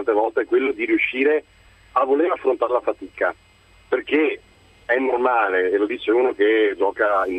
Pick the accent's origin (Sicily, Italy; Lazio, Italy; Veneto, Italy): Veneto, Italy; Padua; now in Varese, Italy; Io sono varese in questo momento per questioni di spostamenti, però sono di Padova.